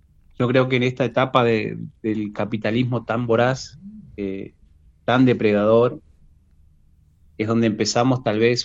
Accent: Maquinchao, Río Negro, Argentina; yo soy de Maquinchao, de la provincia de Río Negro. Estoy a más de 1000 kilómetros de Buenos Aires.

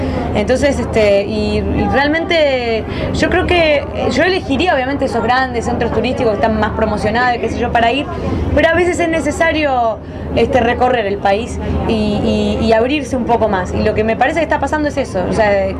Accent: Argentina; Yo a mi pueblo lo defiendo mucho y para mí es el pueblo más lindo de la República Argentina, pero no voy a negarte que no tenemos nada para ofrecer turísticamente. Se te va a hacer toda meseta.

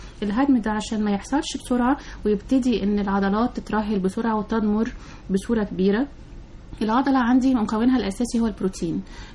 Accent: Egypt; كبار السن الحقيقة طبعا للأسف عندنا في مصر مش بيلاقوا عناية كاملة

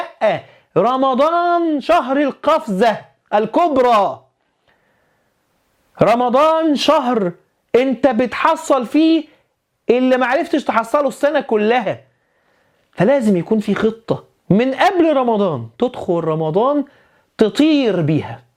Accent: Alexandria, Alexandria Governorate, Egypt; وانا راجل اسكندراني وبننزل البحر، والبحر الابيض عالي

